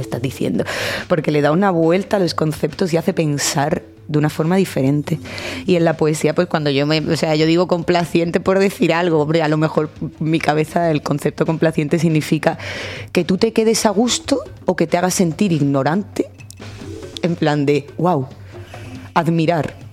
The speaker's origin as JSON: {"language": "Spanish", "town": "Alcalá de Guadaíra", "region": "Andalusia", "country": "Spain", "tie": "born or raised there", "said": "después de vivir en Pino Montano un tiempo, el principio del instituto lo hice en un pueblo que se llama Alcalá de Guadaíra, que es donde me he criado prácticamente y es de donde viene mi forma de hablar probablemente también."}